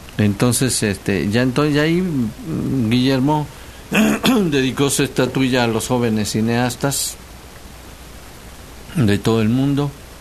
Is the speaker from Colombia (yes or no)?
no; Mexico; Y ya saben cómo somos los mexicanos